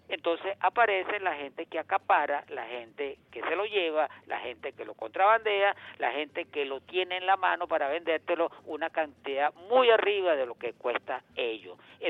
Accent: Venezuela; como persona de este país, como venezolano que soy

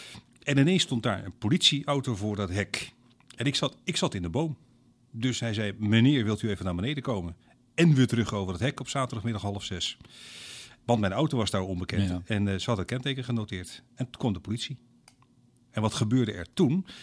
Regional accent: Groningen, Netherlands; also born or lived in Leeuwarden; ik ben op 7-jarige leeftijd vanuit mijn geboortestad Leeuwarden naar Groningen verhuisd.

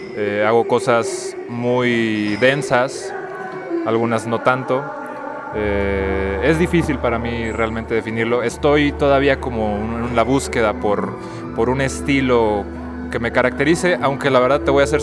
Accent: La Paz, Baja California Sur, Mexico; now in Mexico City, Mexico; hago música y vengo de La Paz, Baja California Sur. Ahorita ando acá en el DF

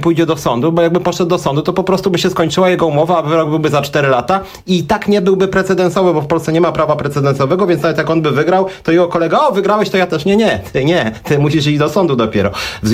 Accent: Warsaw, Masovian Voivodeship, Poland; jestem z Warszawy

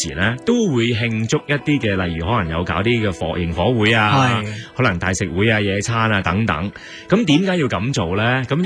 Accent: Hong Kong; 仲 有对于我哋香港人嚟讲好重要嘅

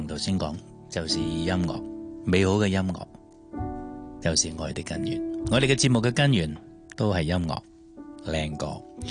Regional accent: Hong Kong; 我哋香港人就团结啲

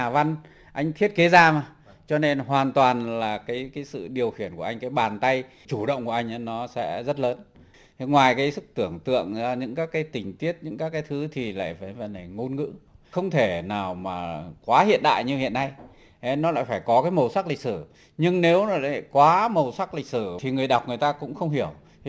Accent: Phú Thọ, Vietnam; cái này tôi quê ở Phú Thọ. Thế và quê tôi cũng có cả một cái bộ truyền thuyết, gọi truyền thuyết Hùng Vương.

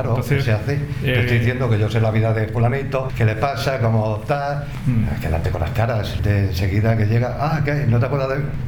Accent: Madrid, Community of Madrid, Spain; Porque yo soy de la Plaza Castilla y sigo viviendo en la Plaza Castilla.

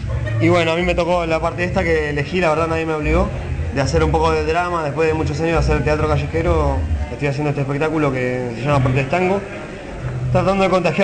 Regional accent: Buenos Aires, Argentina; yo crecí acá en Buenos Aires

